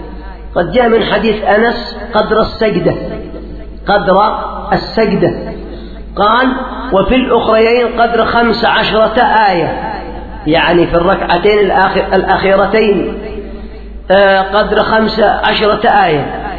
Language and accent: Arabic; Yemen; إلا عندنا في اليمن